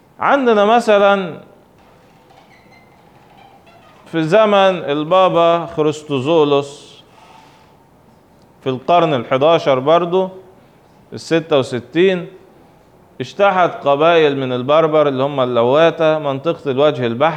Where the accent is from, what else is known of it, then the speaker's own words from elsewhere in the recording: Egypt; لان هو متسجل عندنا في تاريخنا احنا كمصريين